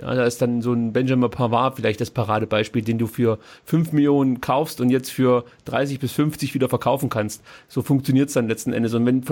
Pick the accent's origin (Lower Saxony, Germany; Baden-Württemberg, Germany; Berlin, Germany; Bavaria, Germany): Baden-Württemberg, Germany; Stuttgart; so eine gewisse Skepsis bleibt einfach. Das hat man als Stuttgarter, glaube ich, an sich.